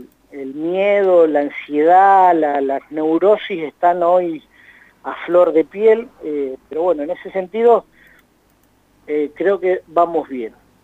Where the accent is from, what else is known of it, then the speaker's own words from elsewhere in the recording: Argentina; Como sociedad, como pueblo argentino, creo que hemos demostrado solidaridad y responsabilidad.